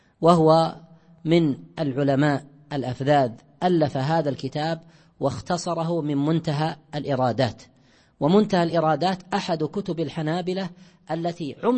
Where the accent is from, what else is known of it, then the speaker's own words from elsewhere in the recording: Najd, Saudi Arabia; واشتهار الزاد عندنا في نجد أكثر من اشتهار الدليل،